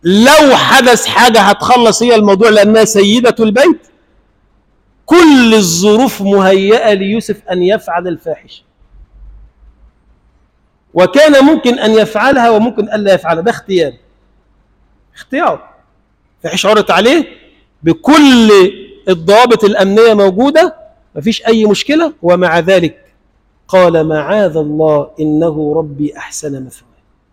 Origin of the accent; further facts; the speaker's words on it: Egypt; اللهم اجعل بلدنا مصر بلدا آمنا مطمئنا سخاء رخاء